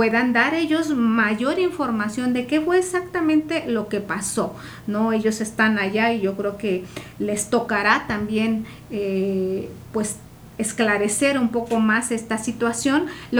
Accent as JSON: {"language": "Spanish", "region": "Oaxaca", "country": "Mexico", "said": "lo que somos realmente, ¿no? Como oaxaqueños, como oaxaqueñas."}